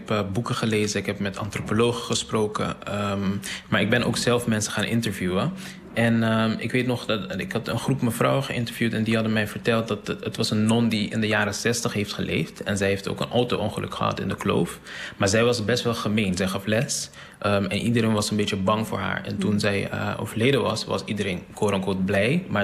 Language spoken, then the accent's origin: Dutch; Curaçao; En ik ben daar opgegroeid. Of tenminste, ik ben op Curaçao opgegroeid.